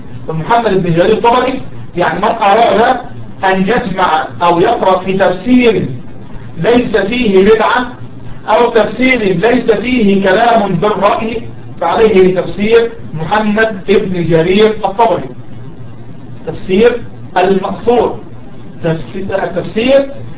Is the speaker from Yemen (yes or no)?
no; Egypt; كان يلد يعني باللغة العامية عندنا في مصر بيلد